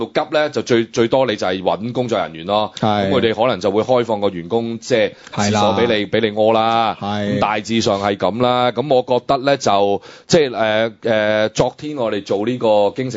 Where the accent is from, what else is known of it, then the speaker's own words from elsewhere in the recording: Hong Kong; 我生活在香港，我作為香港人土生土長，